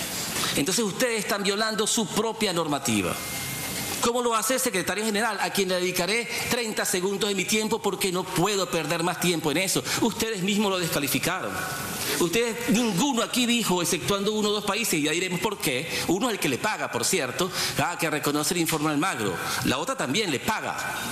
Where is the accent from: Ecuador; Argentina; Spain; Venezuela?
Venezuela; que yo debo ser como venezolano más leal a mi Constitución